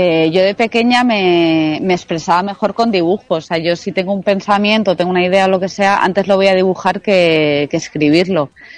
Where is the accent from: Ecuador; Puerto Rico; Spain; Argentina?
Spain; Basque Country; Pero yo soy vasca, entonces cada vez que puedo yo me escapo a Euskadi a ver a mi familia y así.